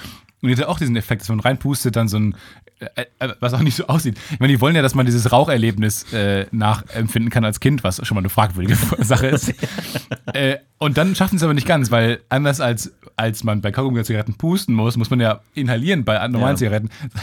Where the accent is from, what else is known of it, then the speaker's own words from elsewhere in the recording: Kamen, North Rhine-Westphalia, Germany; wenn in Kamen zum Beispiel, in meiner Heimat...